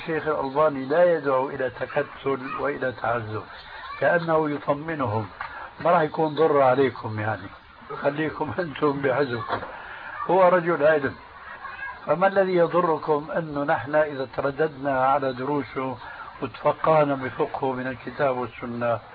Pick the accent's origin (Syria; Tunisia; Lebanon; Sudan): Syria; كما يقولون عندنا في سوريا